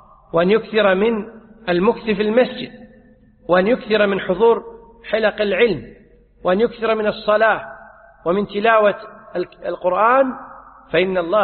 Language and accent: Arabic; Kuwait; يعني عندنا في الكويت أحيانا تجد أن الرجل الزوج ينادي زوجته يقول يا يبا